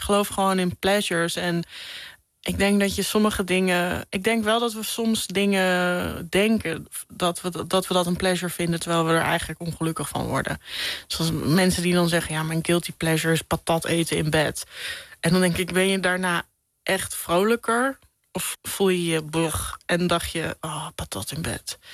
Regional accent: Hilversum, North Holland, Netherlands; also born or lived in Amsterdam; Dat het eerste van mijn jeugd woonden we in Amsterdam. En begaven we ons ook in een veel gemêleerder gezelschap dan nadat we naar Hilversum verhuisden.

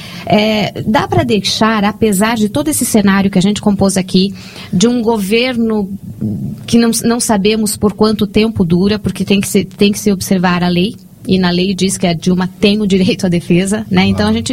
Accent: Rio Grande do Sul, Brazil; sou gaúcha, nascida lá.

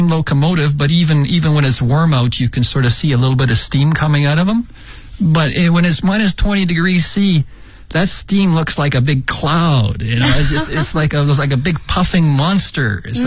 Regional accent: Shanxi, China; now in Beijing, China; where we lived in Shanxi province, there was very few vehicles, and the people like to transport goods and stuff, they used donkey carts.

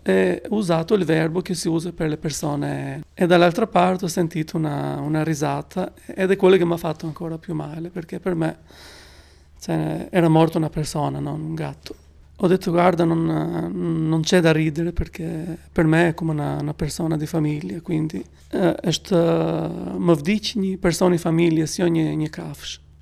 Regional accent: Albania; Italian is a second language; now in Italy; vengo dall'Albania e sono in Italia da circa 26 anni.

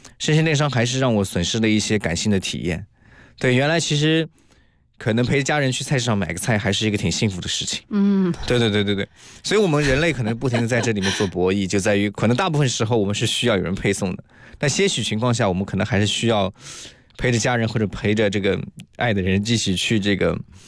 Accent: southern China, China; now in Beijing, China; 对，我是南方人。

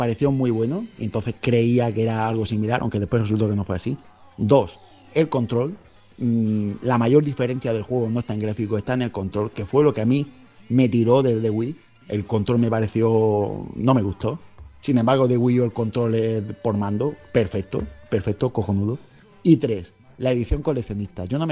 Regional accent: Melilla, Spain; also born or lived in Murcia; Soy murciano de adopción. Me encanta la región de Murcia, pienso que es el mejor sitio para vivir en la península ibérica, pero no es el mejor sitio de España, porque yo soy de Melilla, y Melilla es el mejor sitio de España.

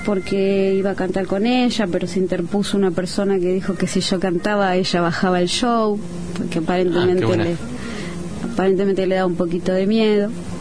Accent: Valentín Alsina, Buenos Aires Province, Argentina; Yo nací en un barrio, soy de Valentín Alsina, nací en una casa que era mitad de chapa, soy hija de obreros, o sea, viste, viví en una casa con piletón, con patio, con parra, con todo lo que dice el tango.

